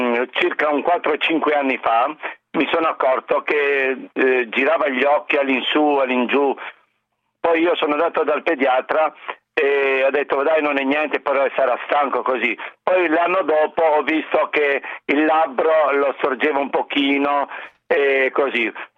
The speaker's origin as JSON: {"language": "Italian", "region": "Southern Italy", "country": "Italy", "tie": "born there", "lives_now": "Trieste, Italy", "said": "io non sono triestino, vivo qui da 50 anni, però sono nato giù in meridione"}